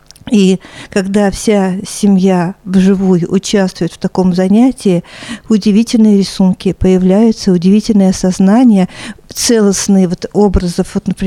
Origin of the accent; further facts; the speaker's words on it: Zhigulyovsk, Samara Oblast, Russia; Я из Самарской Луки, из города Жигулевска, Тольятти, Самара